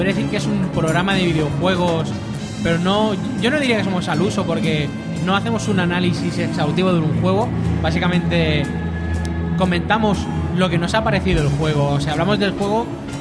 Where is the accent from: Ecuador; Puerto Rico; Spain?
Spain; Catalonia; No, sí, somos de aquí, de Barcelona, entre comillas, somos de los alrededores de Barcelona.